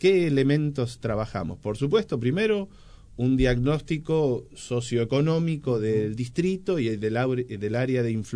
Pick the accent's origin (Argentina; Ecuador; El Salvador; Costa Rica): Argentina; Moreno, Buenos Aires Province; Yo, que soy de Moreno, viví en Moreno y para estudiar tuve que ir a la UBA y tomarme el tren todos los días